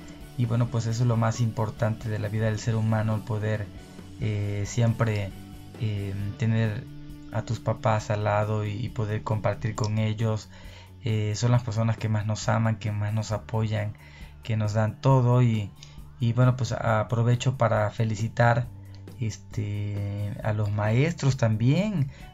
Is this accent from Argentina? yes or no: no; Arroyo de Piedra, Veracruz, Mexico; anduve enfiestado en mi pueblo natal, en un lugar que se llama Arroyo de Piedra, ya por Cardel, Veracruz.